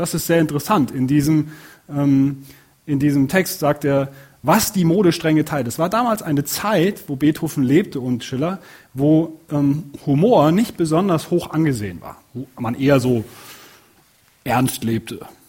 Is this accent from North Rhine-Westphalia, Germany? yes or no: yes; Cologne, North Rhine-Westphalia, Germany; Und da komme ich so, aus der Gegend komme ich her. Und also da ist es wirklich so, die Kölner Kultur, die ganze Rheinländer Kultur